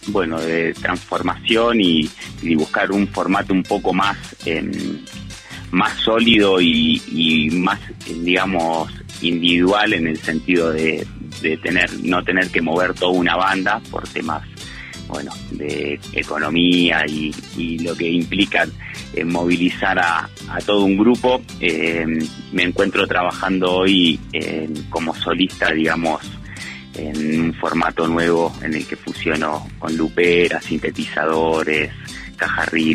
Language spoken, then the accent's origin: Spanish; Buenos Aires, Argentina; moved away as an adult; now in Huerta Grande, Argentina; Valle de Punilla, de Huerta Grande, mejor dicho. Bueno, que vengo de Buenos Aires en 2016